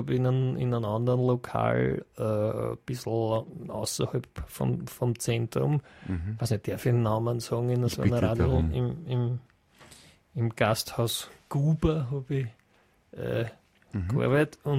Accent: Cologne, North Rhine-Westphalia, Germany; ich habe damals gearbeitet in Vorarlberg und ich war auf Saison als Kölnerin

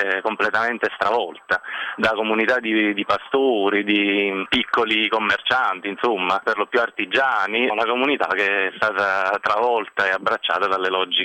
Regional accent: Campania, Italy; È un paese dell'Irpinia che io nel libro ovviamente occulto

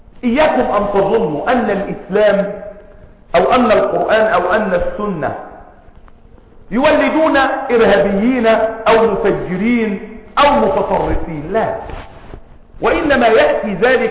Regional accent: Egypt; وكلمة المثقفين عندنا في مصر تعني مجموعة من بقايا الشيوعية

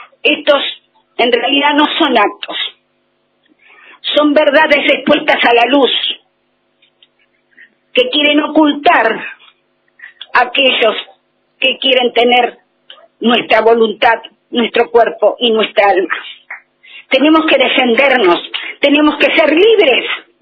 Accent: La Plata, Buenos Aires Province, Argentina; now in Viedma, Argentina; Él también estuvo en la marcha en La Plata, somos platenses. Pero la estrella nos corrió y nos tuvimos que venir, Viedma nos cobijó.

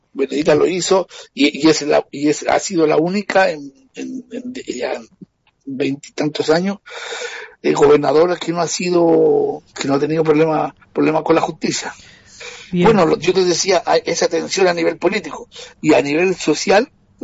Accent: Chile; now in Brazil; Yo soy de Chile y sí. Vivo aquí en Brasil hace 17 años.

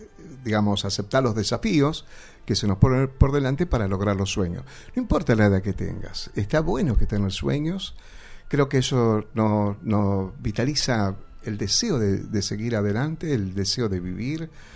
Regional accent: Lomas de Zamora, Buenos Aires Province, Argentina; born there; Yo nací en Lomas de Zamora.

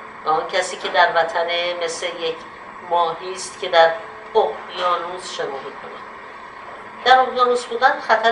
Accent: Iran; moved away as an adult; ایران وطن ماست، ریشه ما در ایرانه.

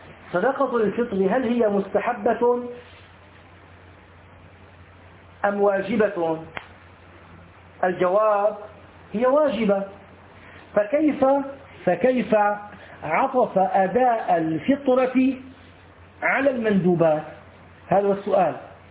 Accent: Syria; أما عندنا في سوريا غفر الله للجميع يقولون الله أكبر الله

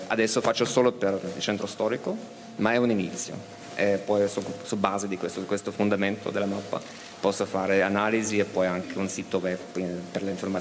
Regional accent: Vienna, Austria; Italian is a second language; Di Vienna, d'Austria.

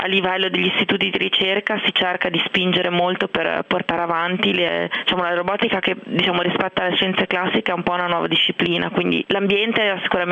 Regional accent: Genoa, Liguria, Italy; moved away; io all'inizio pensavo fosse un problema dei genovesi, perché io vengo da Genova, i genovesi sono un po' orsi

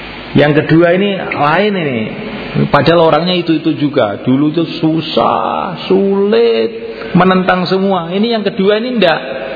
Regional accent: Java, Indonesia; Kita Jawa tidak boleh begitu.

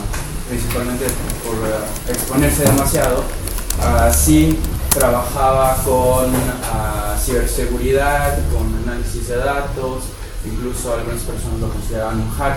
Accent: Jalisco, Mexico; un caso de Jalisco, en Grupo Vital, soy de allá

